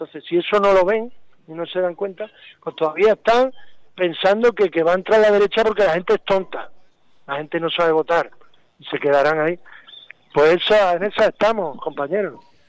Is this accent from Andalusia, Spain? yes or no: yes; Andalusia, Spain; Yo soy de Andalucía, estuve ahora hace unas semanas por allí viendo a la familia y demás. En Andalucía, que es muy rural, es muy rural